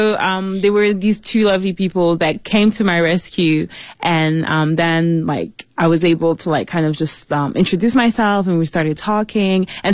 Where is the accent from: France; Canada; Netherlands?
France; Paris, Île-de-France; also born or lived in New York; my parents are from Congo, but I was born in Paris. And when I was maybe 6 months, I moved to New York. And so from then onwards, I was kind of doing back and forth between Paris and New York. Then I came back to Paris for good to finish high school.